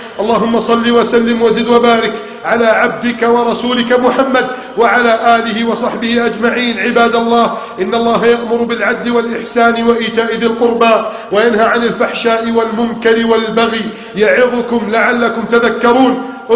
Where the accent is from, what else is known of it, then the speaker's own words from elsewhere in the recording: Egypt; اللهم احفظ بلدنا مصر من كيد الكائدين